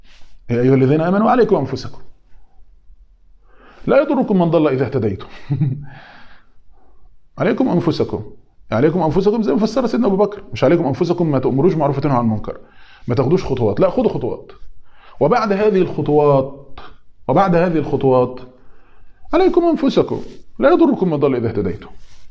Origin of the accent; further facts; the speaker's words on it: Egypt; زي ما بيقولوا عندنا في مصر شايل طاجن سته